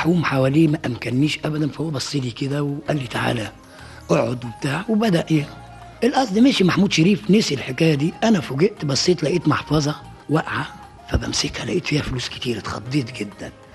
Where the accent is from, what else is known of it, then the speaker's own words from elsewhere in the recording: Cairo, Cairo Governorate, Egypt; أنا من مواليد 13 يناير سنة 30 ومن حي بولاق، يعني شعبي.